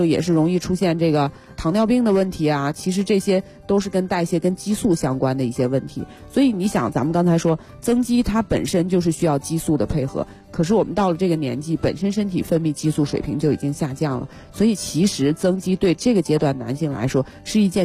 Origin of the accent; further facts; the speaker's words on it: China; 其实我们中国人的观念还是对这种家庭生活还是挺重视的